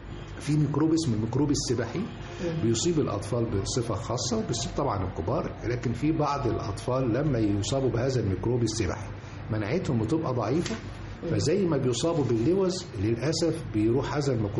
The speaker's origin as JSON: {"language": "Arabic", "country": "Egypt", "said": "برغم الشمس الساطعة اللي عندنا في مصر دي"}